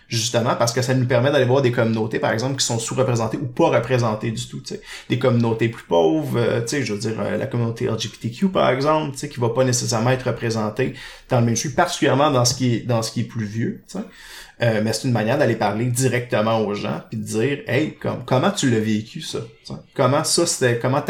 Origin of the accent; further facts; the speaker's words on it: Laval, Quebec, Canada; moi, j'ai grandi à Laval, oui, je l'avoue, je l'assume. J'ai grandi à Laval, en proche de Montréal